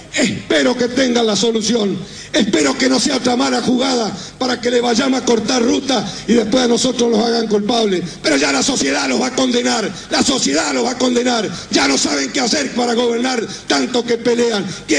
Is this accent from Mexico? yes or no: no; Argentina; estamos firmes como argentinos, como campo, como pueblos del interior